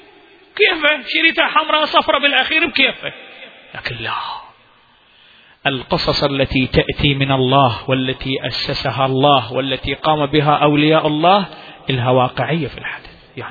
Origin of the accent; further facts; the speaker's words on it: Iraq; إلى اليوم عندنا في العراق مكان محرقة إبراهيم